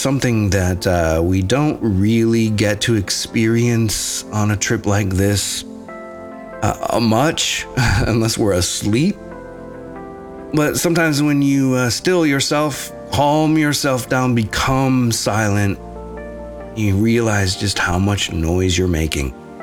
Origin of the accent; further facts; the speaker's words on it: Nashville, Tennessee, United States; Kind of like … from Nashville. I'm a Nashvillian.